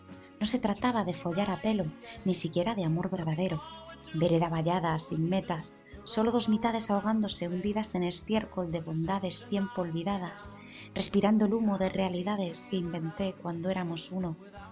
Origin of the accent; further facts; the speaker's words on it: Madrid, Community of Madrid, Spain; de Madrid.